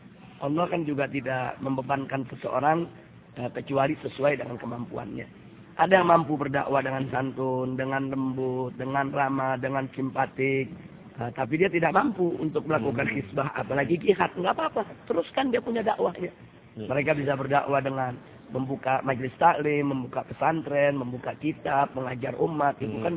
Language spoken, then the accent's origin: Indonesian; Indonesia; Saya datang dari Indonesia bersama keluarga